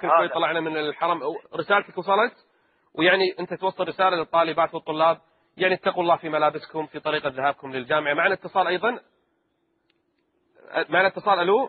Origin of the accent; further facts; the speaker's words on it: Kuwait; منع الاختلاط في كل مراحل التعليم عندنا في الكويت